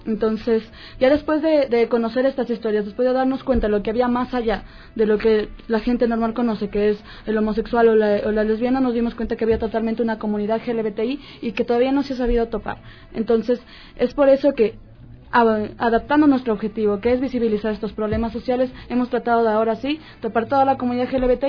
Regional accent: Ecuador; empezar a marcar una historia como ecuatorianos

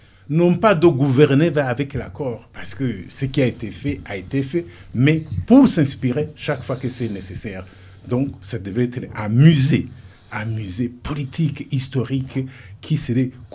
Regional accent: Burundi; nous sommes des Burundis et non pas des Hutus et des Tutsis et des Twa.

